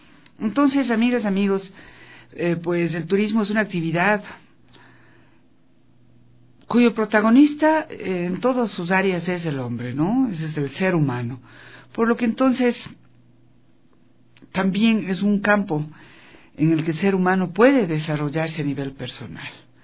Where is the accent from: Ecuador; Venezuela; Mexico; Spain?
Ecuador; dentro de cada uno de nosotros que somos ecuatorianos, no importa de dónde vengamos